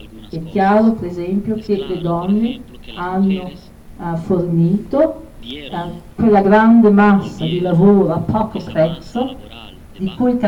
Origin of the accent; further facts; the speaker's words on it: Oaxaca, Mexico; Vengo da Oaxaca e a Oaxaca mi dicono è la seconda città in Messico per numero di donne uccise